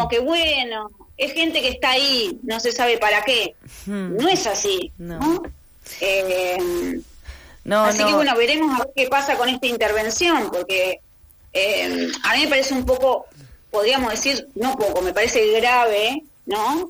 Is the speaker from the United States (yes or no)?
no; Argentina; qué escenario dejaría para nosotros como argentinos